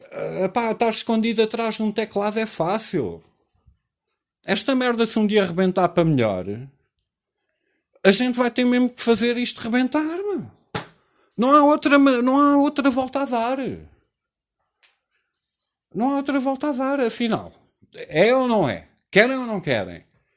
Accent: Portugal; nós vivemos sobre nós próprios, que nós vivemos como portugueses

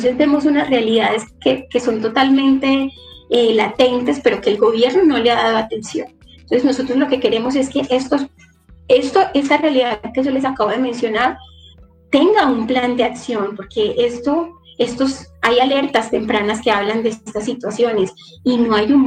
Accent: Antioquia, Colombia; en Caucasia, que es uno de los municipios de la región de la que, de donde yo vengo, del Bajo Cauca

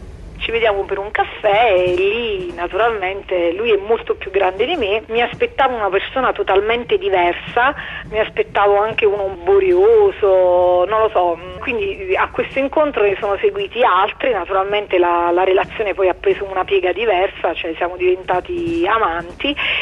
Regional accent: Naples, Campania, Italy; sono di Napoli e ho 33 anni

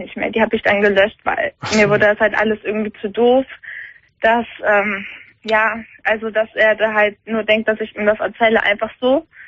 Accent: Germany; ich bin Deutsche

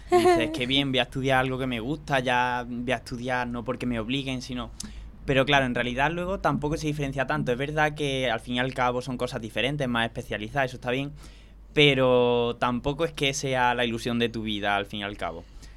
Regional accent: Aguilar de la Frontera, Andalusia, Spain; Yo soy de Córdoba provincia, pero no de Córdoba.

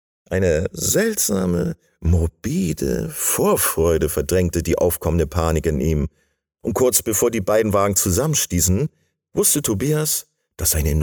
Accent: Bremen, Germany; moved away; Ich bin Bremer, den es nach Bayern verschlagen hat

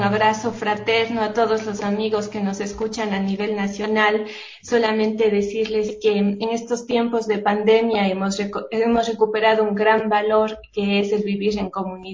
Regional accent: Ecuador; las cosas buenas que nos identifican como país, como ecuatorianos, son más.

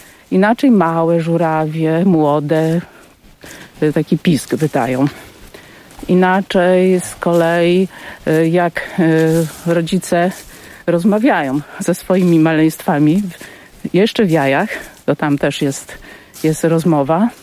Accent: Nowa Ruda, Lower Silesian Voivodeship, Poland; Ja pochodzę z Dolnego Śląska. Moja mama przywędrowała na Dolny Śląsk z Wołynia.

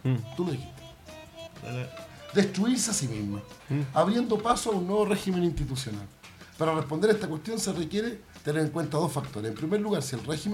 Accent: Chile; Nosotros inauguramos como chilenos este tipo de reflexión.

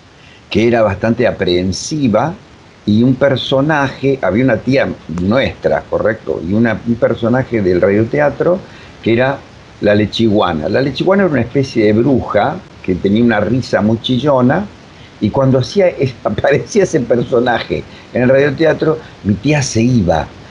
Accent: Uruguay; now in Argentina; yo soy uruguayo, nací hace 1000 años que estoy acá en la Argentina, hace, qué sé yo, más de 40 y pico de años

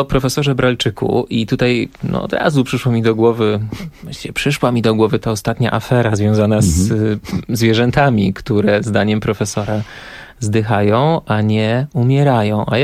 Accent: Silesian Voivodeship, Poland; ponieważ ja jestem ze Śląska, a po śląsku kołaczyk to jest drożdżówka po prostu.

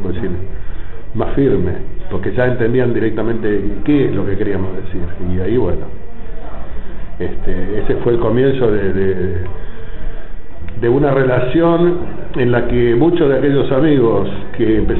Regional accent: Argentina; Bueno, las letras las cambiamos porque, lógicamente, el idioma inglés no es nuestro idioma nativo. Quiero decir, al decir nuestro, me estoy refiriendo al país, Argentina.

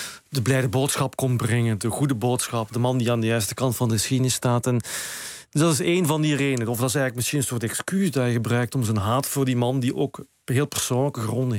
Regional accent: Limburg, Netherlands; also born or lived in Brussels, Belgium; Sinds ik op mijn 8e ben ik van Brussel naar Zuid-Limburg verhuisd. En daar werd ik eigenlijk als kind al op slag een ecologist nog voor Groene Partij bestonden eigenlijk.

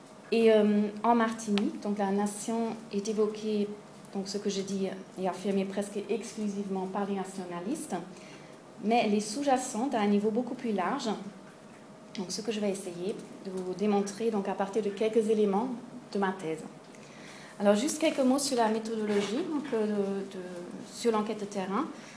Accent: Germany; French is a second language; je suis pas française, je suis allemande

